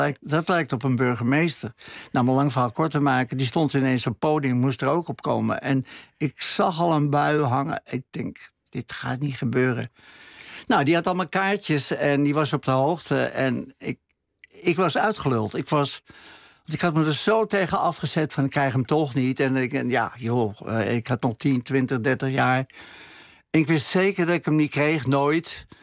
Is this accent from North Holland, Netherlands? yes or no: yes; Amsterdam, North Holland, Netherlands; Ik kom uit Amsterdam-Oost, waar niks mee zat. Echte klotenbuurt.